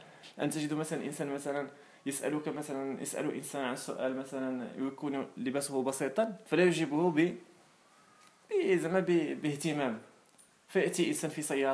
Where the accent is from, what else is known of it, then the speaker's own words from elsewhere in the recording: Morocco; فإذا الآن مثلا إحنا عندنا في المغرب كيجي إنسان أجنبي كتلقى الإنسان كيعطيه الوقت وكيفرح به وكيسأل